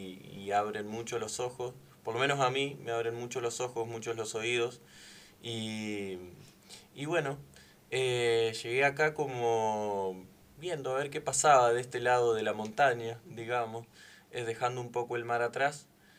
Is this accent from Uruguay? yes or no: yes; Uruguay; soy de Uruguay.